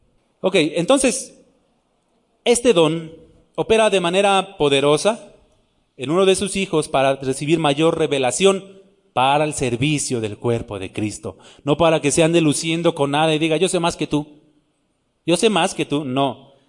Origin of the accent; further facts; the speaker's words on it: Nezahualcóyotl, State of Mexico, Mexico; Yo soy chilango también. De allá de Ciudad Neza, yo soy de Neza.